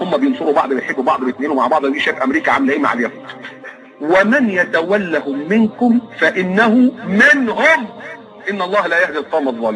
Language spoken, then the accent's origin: Arabic; Egypt; انا مكسوف وانا قاعد ان انا ابقى مصري